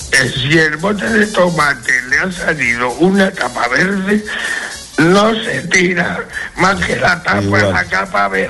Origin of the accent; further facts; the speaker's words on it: Manacor, Balearic Islands, Spain; porque yo soy mallorquín, yo nací en Manacor, ¿cierto?